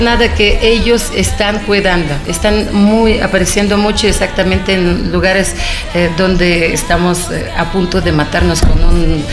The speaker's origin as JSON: {"language": "Spanish", "region": "Saint Petersburg", "country": "Russia", "second_language": "Spanish", "said": "en Rusia, en mi tierra, en San Petersburgo"}